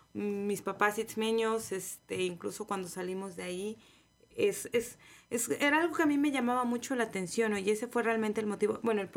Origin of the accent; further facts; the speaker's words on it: Oaxaca, Mexico; pues yo soy del Istmo.